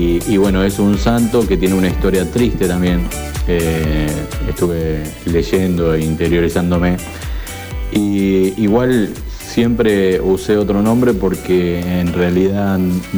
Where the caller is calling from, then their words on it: Bernal, Buenos Aires Province, Argentina; de Bernal